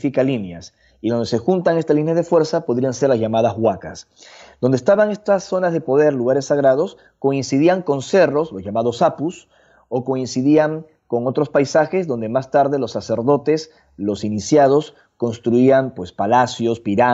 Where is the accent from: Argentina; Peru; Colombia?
Peru; Yo nací y crecí en Perú, como ya mencionamos, y es un país fecundo de misterios